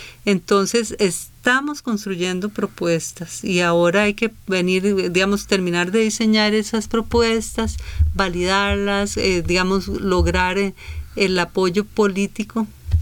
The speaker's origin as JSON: {"language": "Spanish", "country": "Costa Rica", "said": "eso nos da una dimensión de ese retrato de lo que somos como costarricenses mucho más rico del que tenemos"}